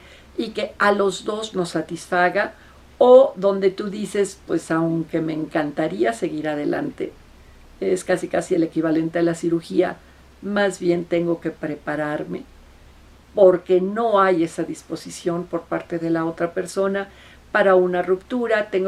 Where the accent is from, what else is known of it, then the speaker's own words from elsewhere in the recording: Mexico City, Mexico; ya no nada más aquí en mi ciudad natal que es la Ciudad de México